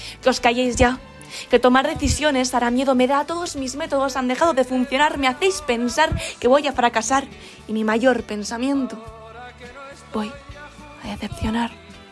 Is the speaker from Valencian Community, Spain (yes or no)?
yes; Benidorm, Valencian Community, Spain; tengo 17 años y soy de Benidorm